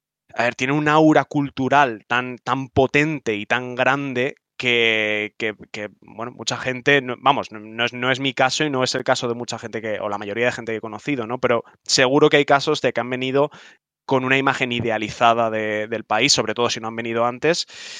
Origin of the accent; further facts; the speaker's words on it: Salamanca, Castile and León, Spain; moved away as an adult; now in Japan; yo por aquel entonces ya estaba en Madrid, pues yo soy de Salamanca y yo he vivido toda mi vida en Salamanca, y yo por aquel entonces ya estaba en Madrid preparándome para irme. Me fui en marzo